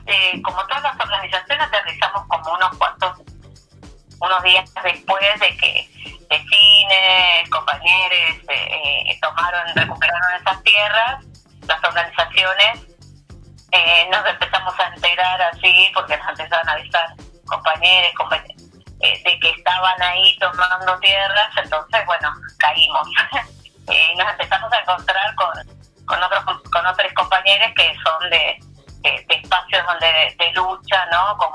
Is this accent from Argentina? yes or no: yes; Guernica, Buenos Aires Province, Argentina; Bueno, para las que somos de Guernica, ir a San Vicente es todo un trayecto.